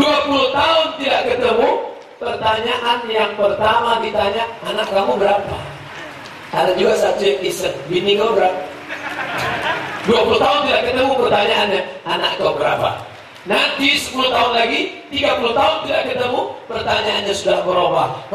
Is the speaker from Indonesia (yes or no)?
no; Mecca, Makkah Province, Saudi Arabia; saya ini lahir di Makkah, besar di Makkah.